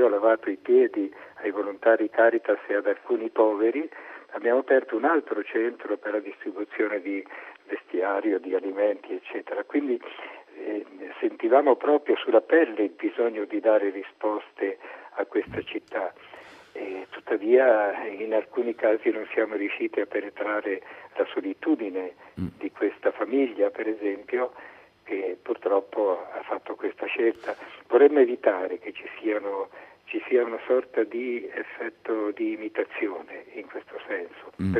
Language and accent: Italian; Marche, Italy; also born or lived in Rome; io sono marchigiano di origine, sono vissuto più di 30 anni a Roma, ho fatto il parroco a Roma